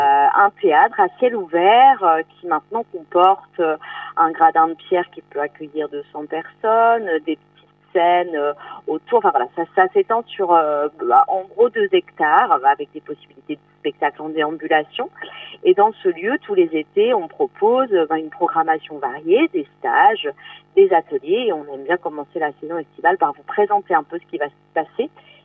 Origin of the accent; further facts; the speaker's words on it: Brittany, France; Moi, je suis originaire de Vannier, … de Bretagne